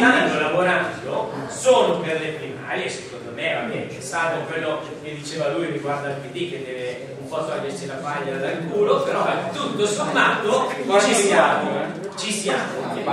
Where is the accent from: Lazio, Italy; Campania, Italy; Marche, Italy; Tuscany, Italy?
Lazio, Italy; Rome; born there; now in Como, Italy; io non sono comasco di adozione, ho quasi 60 anni, sono quasi 59 anni, mi sento, però sono nato a Roma, quindi mi ritengo comunque un cittadino del mondo più che un comasco